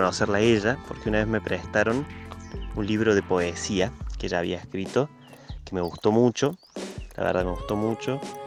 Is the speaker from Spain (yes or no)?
no; Córdoba, Argentina; soy músico de Córdoba